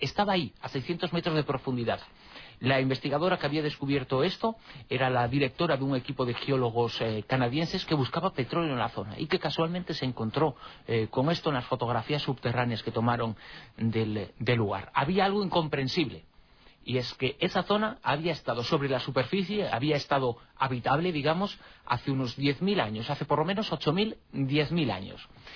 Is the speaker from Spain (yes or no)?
yes; Galicia, Spain; born there; Pese a que me siento gallego porque nací allí